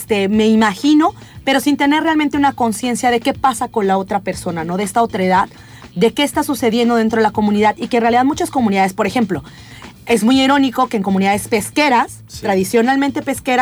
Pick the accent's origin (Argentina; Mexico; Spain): Mexico; Oaxaca; del lugar de donde yo soy, el estado de Oaxaca, es justo una de las zonas más devastadas.